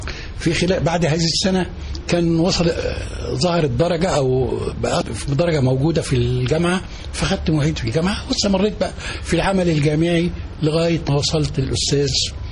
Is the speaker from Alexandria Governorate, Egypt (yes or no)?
no; Minyat Sandub, Dakahlia, Egypt; انا راجل من الريف، قرية جنب المنصورة